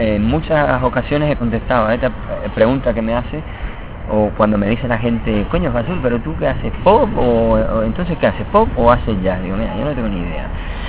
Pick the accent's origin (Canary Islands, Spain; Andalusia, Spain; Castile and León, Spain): Canary Islands, Spain; Las Palmas de Gran Canaria; Yo soy nacido en Las Palmas de Gran Canaria. Mi padre era malagueño, mi madre de Las Palmas de Gran Canaria también. Yo soy del barrio de Arenales.